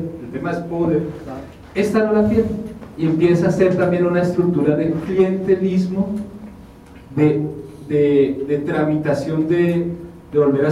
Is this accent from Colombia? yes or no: yes; Colombia; now in Mexico; soy colombiano, pero vivo en México.